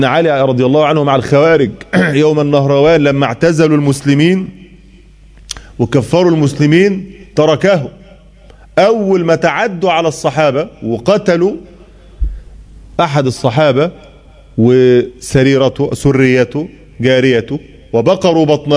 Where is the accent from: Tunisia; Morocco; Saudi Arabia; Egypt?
Egypt; عندنا في مصر